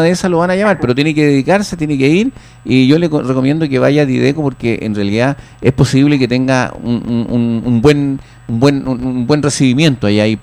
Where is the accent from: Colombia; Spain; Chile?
Chile; Pirque, Santiago Metropolitan; No, yo soy de Pirque, pero trabajo en Puente Alto.